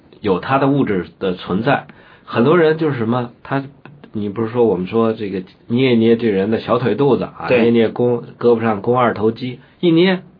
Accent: Beijing, China; 我们北京人说话说这个人很肉

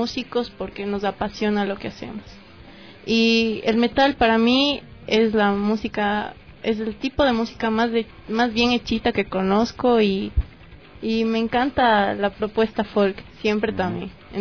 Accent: Ecuador; La música es a mi gente, a la gente de donde yo vengo, y es la música para la gente que me conoce, que necesita apreciar el arte desde este punto de vista, y ecuatoriano más que todo.

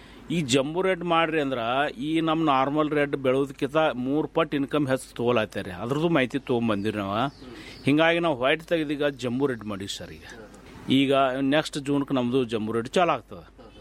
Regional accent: Ratnapur, Karnataka, India; ನಮ್ಮ ಊರು ರತ್ನಾಪುರ, ತಾಲೂಕು ತಿಕೋಟ, ಜಿಲ್ಲಾ ಬಿಜಾಪುರದವ್ರು.

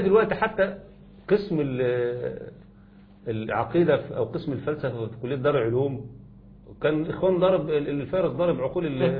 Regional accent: Egypt; انا حقي كمصري بغض النظر عن كوني بقى راجل ملتزم

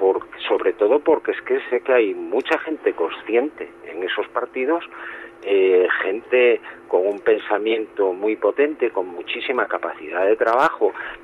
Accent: Asturias, Spain; como decimos en mi tierra, soy asturiano

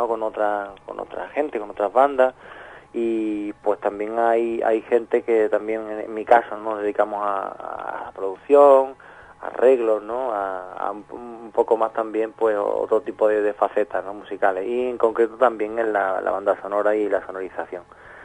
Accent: Andalusia, Spain; born there; somos andaluces, sin llegar al esperpento de lo andaluz, sino que somos andaluces y hemos nacido allí

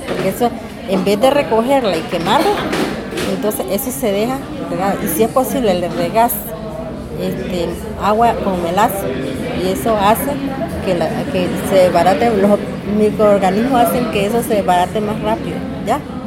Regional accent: Nicaragua; moved away as an adult; also born or lived in Upala, Costa Rica; now in Costa Rica; Yo vine de Nicaragua, digamos a los 27 años por ahí, pero cuando yo nací en Upala. Lo que pasa es que como de 6, 7 años mis padres me llevaron a Nicaragua y después volví otra vez.

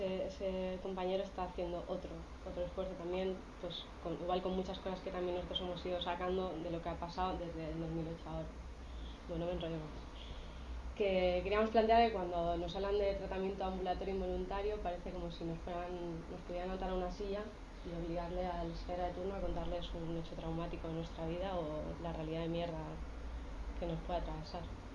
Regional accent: Granada, Andalusia, Spain; now in Bilbao, Spain; nosotros estamos viviendo en Bilbao, pero venimos de Granada

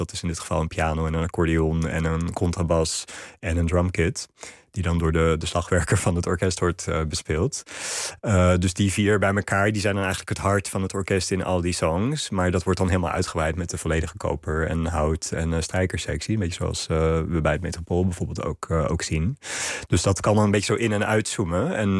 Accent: Sri Lanka; Want ik zat op een internationale school in Sri Lanka, waar ik opgegroeid ben.

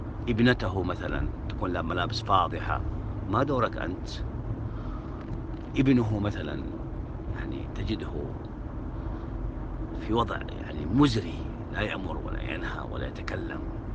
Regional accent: Mecca, Makkah Province, Saudi Arabia; فتحوا في مسجد الراجحي عندنا في مكة دورة عن باب المياه

